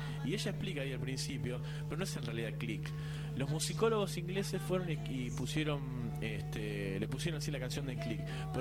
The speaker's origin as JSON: {"language": "Spanish", "town": "Avellaneda", "region": "Buenos Aires Province", "country": "Argentina", "said": "Yo soy de Avellaneda, yo soy descendiente italiano, nosotros somos nietos de la guerra."}